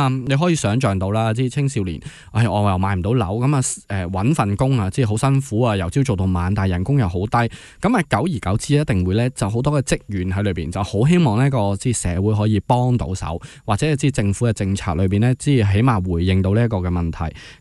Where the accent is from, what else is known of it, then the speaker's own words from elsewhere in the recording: Hong Kong; 其实几年之前我们香港人已经讲的了